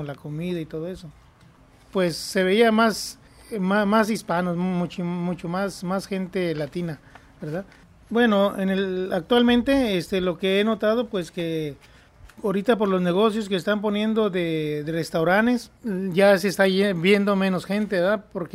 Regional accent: Jalisco, Mexico; now in United States; soy de México, del estado de Jalisco. Aquí en Estados Unidos tengo desde como del 85 para acá.

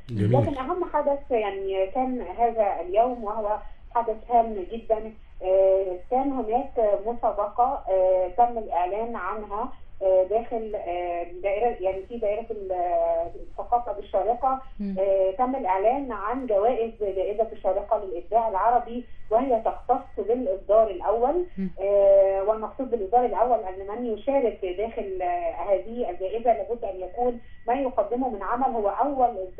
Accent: Egypt; يعني فأنا الحقيقة كمصرية كنت سعيدة جدا

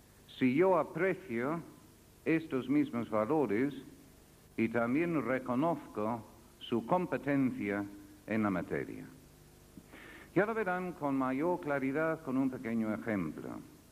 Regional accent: United Kingdom; Spanish is a second language; now in Spain; sabiendo que soy británico no podrían comprender qué hacía siendo profesor de una universidad española.

